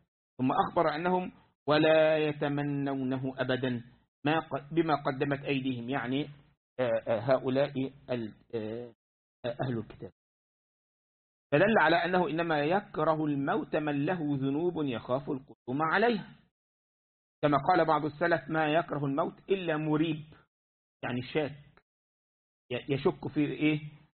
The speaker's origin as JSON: {"language": "Arabic", "country": "Egypt", "said": "كان عندنا في مصر من فترة"}